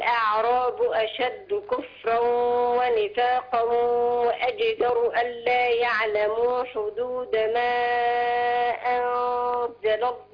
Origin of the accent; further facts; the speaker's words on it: Mansoura, Dakahlia, Egypt; انا من المنصورة.